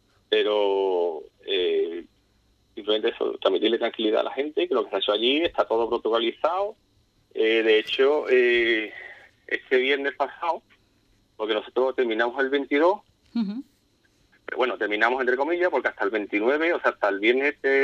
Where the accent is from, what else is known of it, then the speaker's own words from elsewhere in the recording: Ubrique, Andalusia, Spain; pero yo soy de Ubrique y a mí mi cuerpo me duele, ¿no?